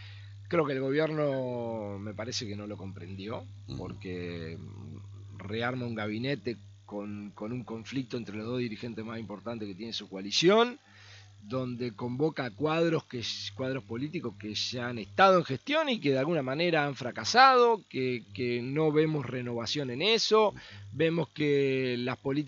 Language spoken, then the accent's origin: Spanish; Argentina; lo que hicimos como argentinos hasta acá no ha funcionado